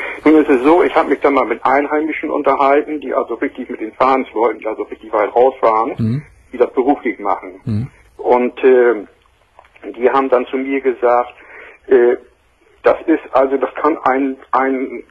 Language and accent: German; Bremen, Germany; moved away; da ich ja nun neu bin hier oben, ich bin hier vor 4 Jahren erst hergezogen, ich bin von Hause aus, bin ich Bremer